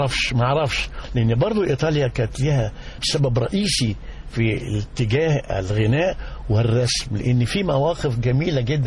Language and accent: Arabic; Cairo, Cairo Governorate, Egypt; لا في القاهرة، بس زي ما قلت هاتك الوالد عاش في بورسعيد واسكندرية وانا وهو اصلا تركي الوالد